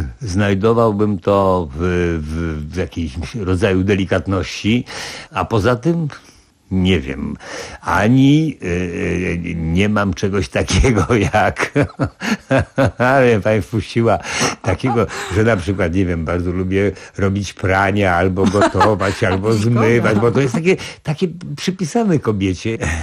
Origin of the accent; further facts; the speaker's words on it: Warsaw, Masovian Voivodeship, Poland; bo wychowałem się na Marymoncie